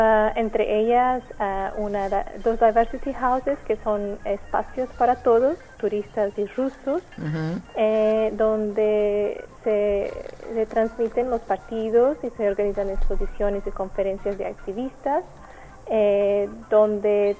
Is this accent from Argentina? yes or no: no; Portugal; Spanish is a second language; Yo soy portuguesa.